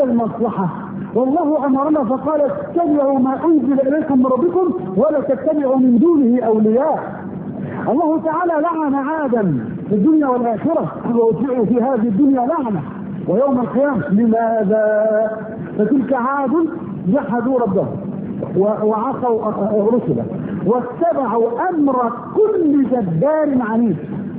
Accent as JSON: {"language": "Arabic", "country": "Egypt", "said": "في بلدنا مصر مثلا هانت بلدنا على الله"}